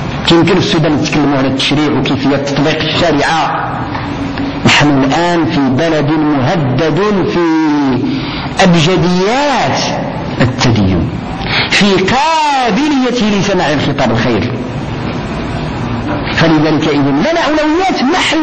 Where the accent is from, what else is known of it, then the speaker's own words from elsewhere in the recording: Morocco; كمسلمين أولا وكمغاربة ثانيين.